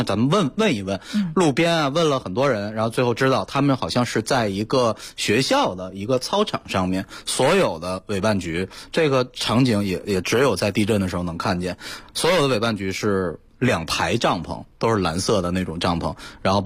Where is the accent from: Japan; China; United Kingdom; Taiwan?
China; Sichuan; 因为我本身是四川人，我挺认同这种说法的